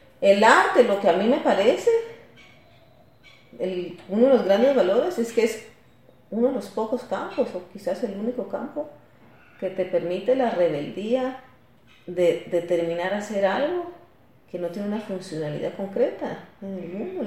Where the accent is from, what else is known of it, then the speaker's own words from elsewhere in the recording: Guatemala; soy guatemalteca y que el haber nacido en este contexto, en este país, hija de un juez, de esta señora que era lectora